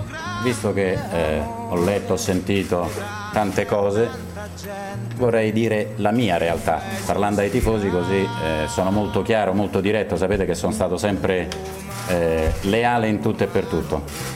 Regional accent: Rome, Lazio, Italy; Io che sono romano e romanista

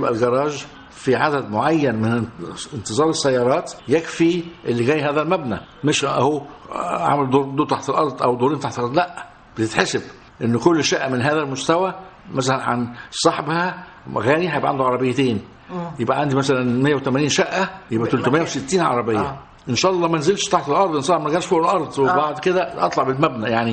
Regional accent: Egypt; عندنا في مصر

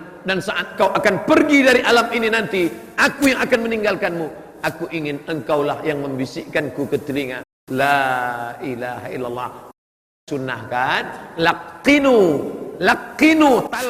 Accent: Sumatra, Indonesia; born there; saya dilahirkan di Pulau Sumatera menjadi orang Melayu, orang tua saya muslim, bapak saya muslim, mak saya muslimah, tinggal di negeri muslim.

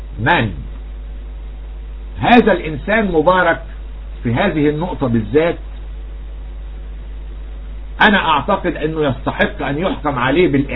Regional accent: Egypt; طب وايه يعني انا مالي انا كرجل مصري

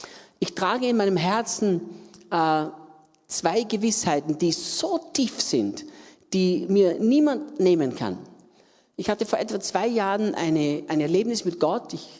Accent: Austria; Österreicher, in Österreich geboren und aufgewachsen, habe mein Leben vor 51 Jahren Jesus übergeben und diene Jesus jetzt seit 39 Jahren.

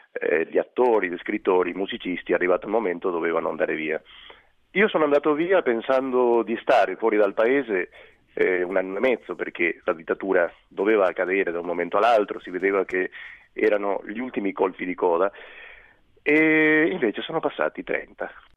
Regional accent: Uruguay; Italian is a second language; Se vogliamo mangiare un piatto del mio paese, lei sa che l'Uruguay, come l'Argentina, sono paesi di migranti

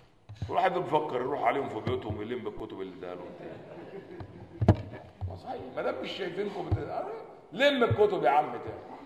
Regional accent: Egypt; عندنا في مصر مكتبات

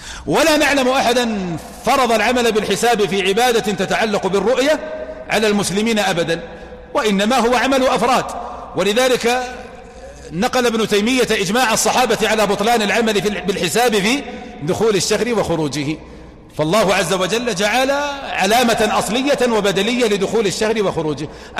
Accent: Saudi Arabia; ليس يصلح أن يكون زكاة فطر عندنا في المملكة العربية السعودية

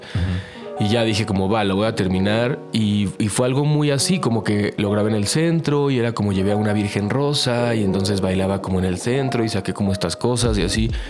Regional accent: Tijuana, Baja California, Mexico; also born or lived in Chula Vista; yo también nací allá, nací en Chula Vista, crecí en Tijuana, como que era toda esta mezcla.

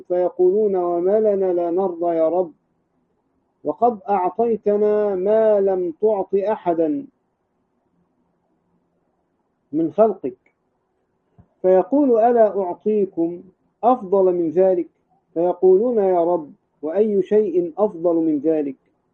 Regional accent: Egypt; الأزاهرة عندنا في مصر

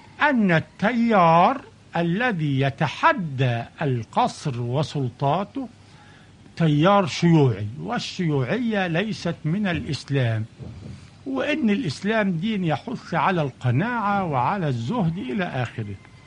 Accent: Al-Adwa, Sharqia Governorate, Egypt; في الشرقية، قرية اسمها العدوة.

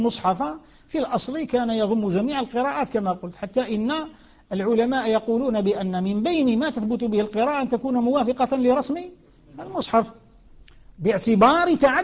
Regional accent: Algeria; كما نسموه احنا عندنا في الجزائر

